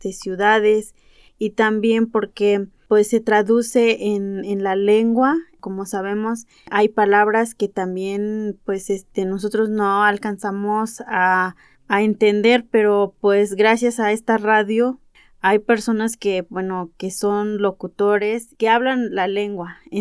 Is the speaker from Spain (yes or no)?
no; Ayotuxtla, Hidalgo, Mexico; Yo soy de la comunidad de Ayotuxtla y soy otomí. Vengo del municipio de Tezcatepec.